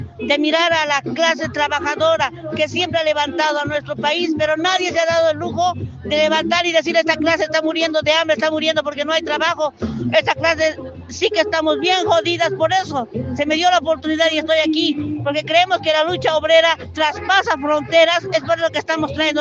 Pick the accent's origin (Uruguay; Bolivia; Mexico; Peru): Bolivia; La Paz; soy de Bolivia, de La Paz, soy obrera. Obrera independiente